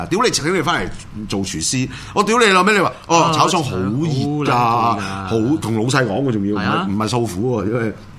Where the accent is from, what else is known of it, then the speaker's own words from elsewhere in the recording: Hong Kong; 又要浪费我哋香港人纳税人金钱